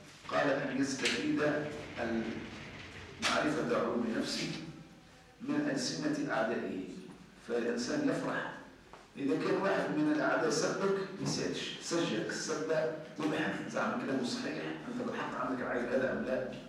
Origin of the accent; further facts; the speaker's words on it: Tunisia; يعني مثلا عندنا نحن تونسي قديم يقول لك